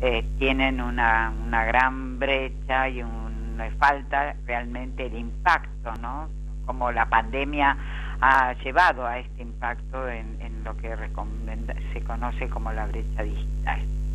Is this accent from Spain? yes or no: no; Argentina; vamos a ver qué es lo que pasa con la pandemia, tanto en mi país, Argentina, como en el resto del mundo